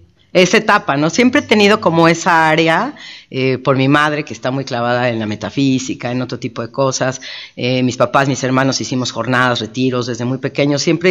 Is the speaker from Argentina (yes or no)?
no; Mexico; como los mexicanos tendemos a ver la muerte